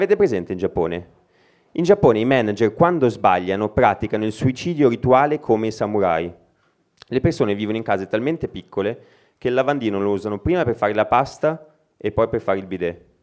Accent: Milan, Lombardy, Italy; sono di Milano.

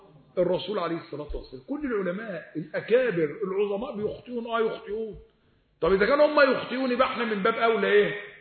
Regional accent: Egypt; الإمام الليث ابن سعد اللي هو عندنا في مصر،

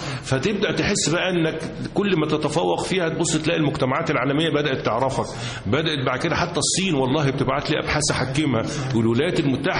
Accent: Cairo, Cairo Governorate, Egypt; انا اساسا من القاهره، والوالد ايضا مولود في القاهره والجد مولود بالقاهره. ولما دخلت كليه الزراعه كنت خايف ان انا قاهري

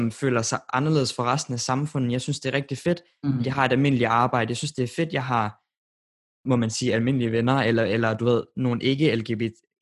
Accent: Randers, Central Denmark Region, Denmark; nu er jeg fra Randers, og det er jo ikke en by, hvor der er særlig mange LGBT-personer i forhold til København.

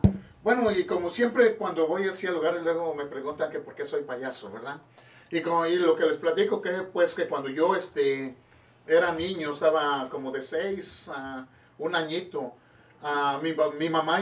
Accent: Cuernavaca, Morelos, Mexico; also born or lived in State of Mexico; Soy del Estado de México, pero desde chiquillo yo me fui para la ciudad de Cuernavaca, Morelos. Así que yo soy más morelense

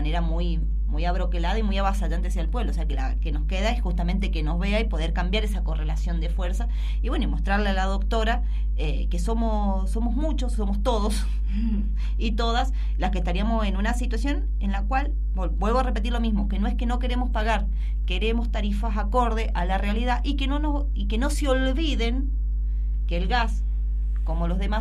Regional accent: Mendoza, Argentina; somos somos los mendocinos los que no podemos pagar las facturas

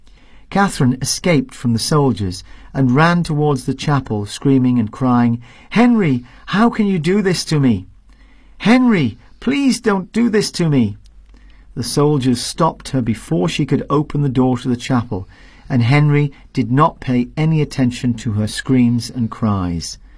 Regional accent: Durham, North East England, United Kingdom; Even in my hometown in Durham, some of the Catholic churches, the pews, which are the seats that they sit in, they were all destroyed, they were all burnt.

